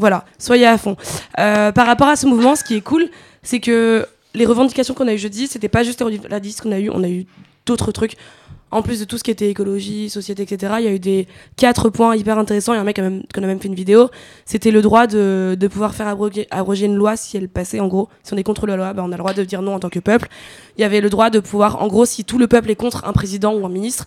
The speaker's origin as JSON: {"language": "French", "town": "Nanterre", "region": "Île-de-France", "country": "France", "said": "alors moi je suis de Nanterre"}